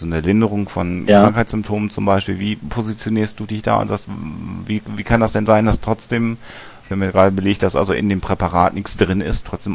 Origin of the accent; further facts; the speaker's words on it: North Rhine-Westphalia, Germany; wir kommen aus dem Münsterland, wo ja jeder dritte Mensch ein Pferd hat